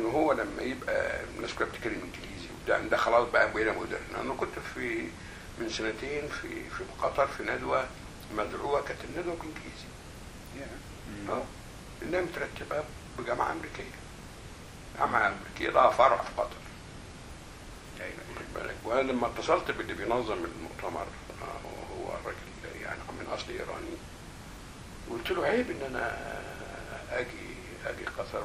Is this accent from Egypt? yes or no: yes; Egypt; فلما تقول انا مصري عربي في الوقت ده في السبعينات